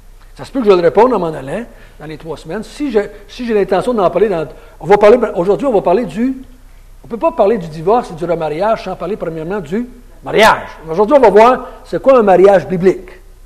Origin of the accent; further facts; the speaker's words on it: Quebec, Canada; en tant que Québécois, ce n'est pas surprenant que c'est aujourd'hui qu'il y a plus de mariés.